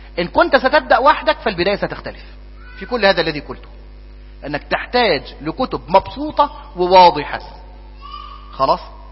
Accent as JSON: {"language": "Arabic", "country": "Egypt", "said": "ونحن كطابع مصري نحب جدا الفقه المدلل"}